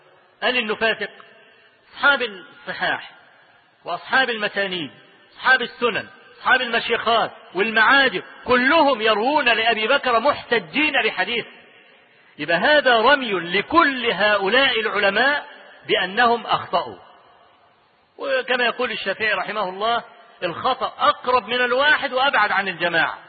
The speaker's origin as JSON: {"language": "Arabic", "country": "Egypt", "said": "أنا أذكر لكم حكاية حصلت عندنا في مصر"}